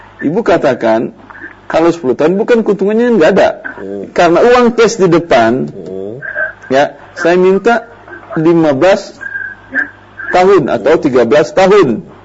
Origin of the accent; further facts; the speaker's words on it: Padang, West Sumatra, Indonesia; saya juga orang Padang.